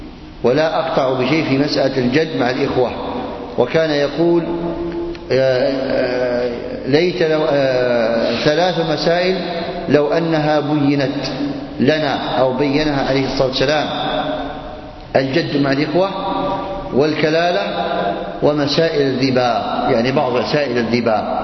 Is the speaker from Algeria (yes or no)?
yes; Algeria; كما هو عندنا في الجزائر،